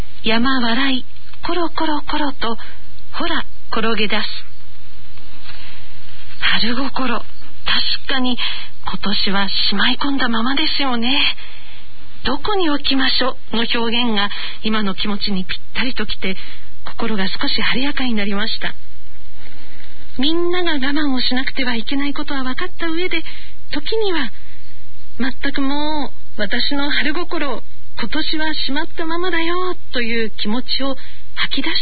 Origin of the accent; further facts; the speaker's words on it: Sapporo, Hokkaido, Japan; 6月のこの時期になると、私のふるさと北海道札幌の初夏の風景を思い出します